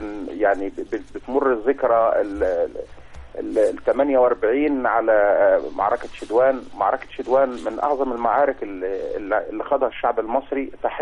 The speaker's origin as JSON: {"language": "Arabic", "town": "Alexandria", "region": "Alexandria Governorate", "country": "Egypt", "said": "أنا من إسكندرية"}